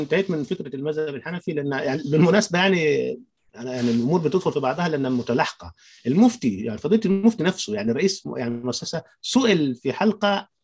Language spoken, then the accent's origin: Arabic; Upper Egypt, Egypt; يعني خاصه انا من الصعيد وريف وده بلمسه بنفسي